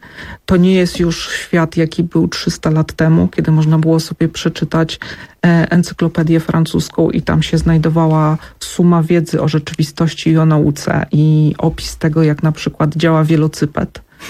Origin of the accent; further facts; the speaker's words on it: Zamość, Lublin Voivodeship, Poland; Ja pochodzę z Zamościa.